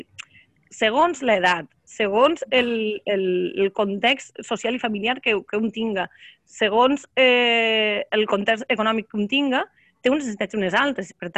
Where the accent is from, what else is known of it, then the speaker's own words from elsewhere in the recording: Borriana, Valencian Community, Spain; de ma casa al meu poble, que és Borriana, que està a la província de Castelló.